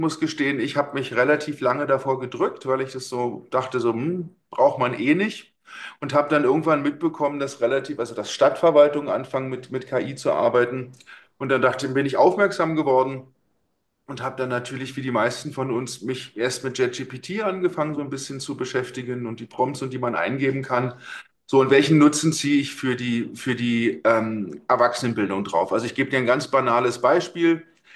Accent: Berlin, Germany; 53 bin ich. Ich komme ursprünglich aus Berlin, bin vor 17 Jahren nach Süddeutschland gezogen, um zu studieren und um mich arbeitstechnisch nochmal anders aufzudröseln.

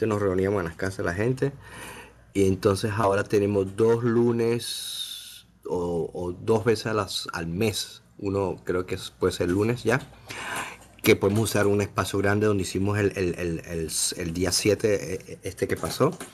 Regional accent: Venezuela; now in Toronto, Canada; No, yo soy venezolano y vivo en Toronto, Canadá

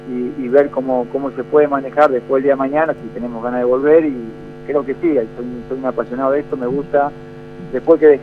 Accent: General Alvear, Mendoza, Argentina; representar de la mejor manera a lo que hizo Argentina, Mendoza, como siempre, y a mi pueblo natal, que es el General Alvear

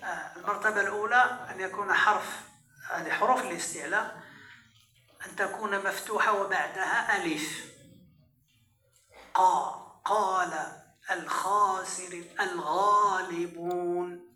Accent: Morocco; المعتمد عندنا في المغرب بالتوسط

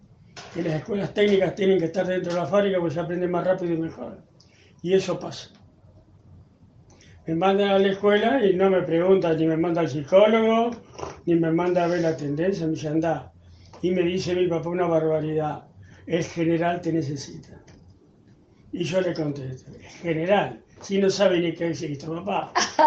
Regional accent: Pie de Palo, San Juan, Argentina; also born or lived in Santa Fe; nací en Santa Fe, pero me di cuenta que vivo en un pueblo que se llama Pie de Palo, en la precordillera sanjuanina.

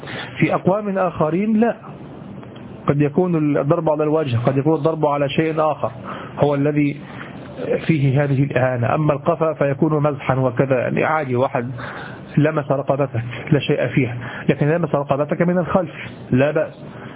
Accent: Egypt; وهذه عندنا في مصر قاتلة، أن تضرب أحدا على قفاه هذا ثأر

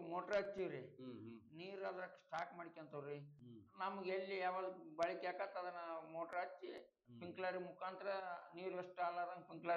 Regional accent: Hunasehalu, Karnataka, India; ಅದಕ್ಕೆ ಅದು ಹುಣಸೆ ಹಾಳು ಅಂತ ಒಂದು ಊರಾಗೈತೆ ನೋಡ್ರಿ ಸರ್

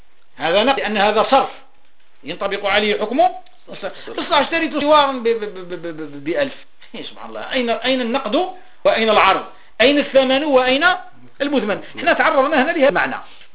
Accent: Algeria; بلادي الجزائر

